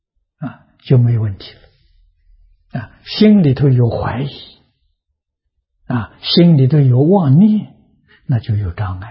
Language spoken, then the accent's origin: Chinese; China; 一不是我们中国人穿的这个一，中国人穿的都是裁缝剪好了的